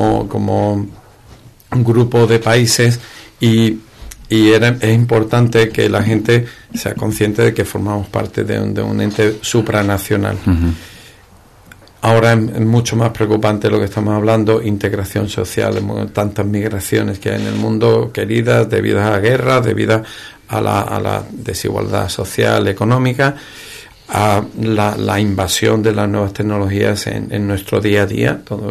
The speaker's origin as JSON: {"language": "Spanish", "town": "Ubrique", "region": "Andalusia", "country": "Spain", "said": "yo soy ubriqueño, soy andaluz, soy español"}